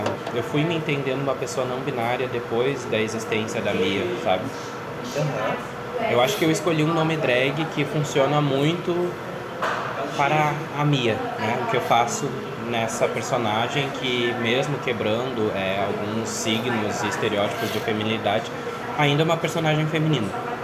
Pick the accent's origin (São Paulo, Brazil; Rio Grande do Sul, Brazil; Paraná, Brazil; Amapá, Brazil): Rio Grande do Sul, Brazil; Porto Alegre; E aí eu montei na casa de um amigo meu, que eu sou de Porto Alegre